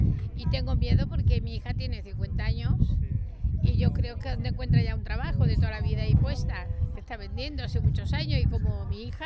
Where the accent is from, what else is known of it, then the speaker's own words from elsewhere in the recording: Córdoba, Andalusia, Spain; porque estaban tocando flamenco y como yo soy de Córdoba